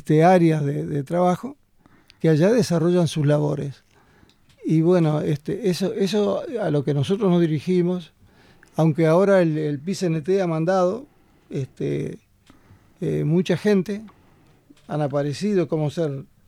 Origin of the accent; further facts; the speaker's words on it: Maldonado, Uruguay; yo soy de Maldonado, a su vez, allá en la zona de Maldonado hay grandes emprendimientos de plantaciones de árboles